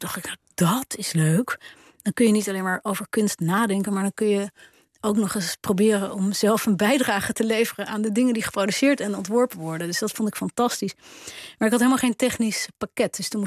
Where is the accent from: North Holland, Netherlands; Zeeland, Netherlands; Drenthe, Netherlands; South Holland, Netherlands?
North Holland, Netherlands; Haarlem; born there; Ik ben geboren in Haarlem. Ik heb toen een uitstapje in Frankrijk gemaakt. Een paar maanden. En toen in Delft.